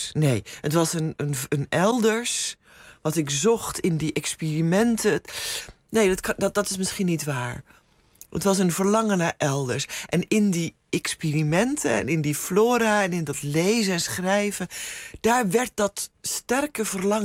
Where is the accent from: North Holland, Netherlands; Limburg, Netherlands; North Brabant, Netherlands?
North Holland, Netherlands; Wieringermeer; born there; mijn vader in het onderwijs werkte en mijn moeder huisvrouw was. Ook enigszins ontheemd, omdat ze allebei uit het oosten van het land kwamen en toen in de Wieringermeer zijn neergestreken waar ik geboren ben